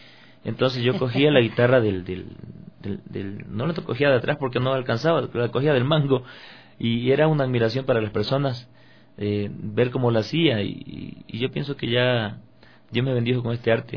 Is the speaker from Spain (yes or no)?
no; Tosagua, Manabí, Ecuador; born there; En ese tiempo, en ese sector donde vivía, que se llamaba La Morena, es por Flavio Alfaro, yo nací en Tosagua, Manabí.